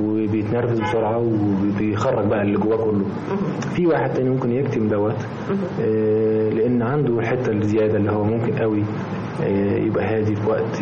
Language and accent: Arabic; Egypt; ان احنا كمصريين وكشعب طيب وشعب عاطفي سكتنا